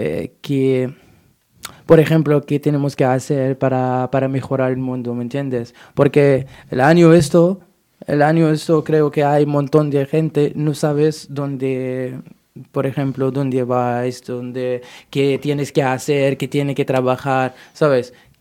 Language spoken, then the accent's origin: Spanish; Morocco; Spanish is a second language; now in Spain; Soy marroquí, de Marruecos.